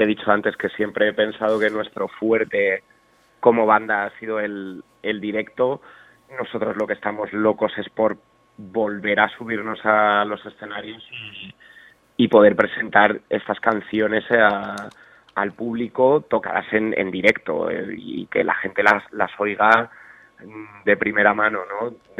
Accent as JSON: {"language": "Spanish", "region": "Community of Madrid", "country": "Spain", "said": "yo soy del barrio de La Lima"}